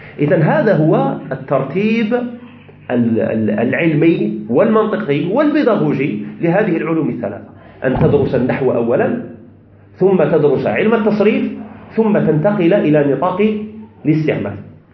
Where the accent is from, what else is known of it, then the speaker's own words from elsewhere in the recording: Tizi Ouzou, Tizi Ouzou Province, Algeria; هذه أنا يعني مع أنا ابن مدينة تيزي وزو، ومع ذلك لأسباب لا أريد الخوض فيها لا أحسن الأمازيغية، ما نعرفش قبيلية لأسباب.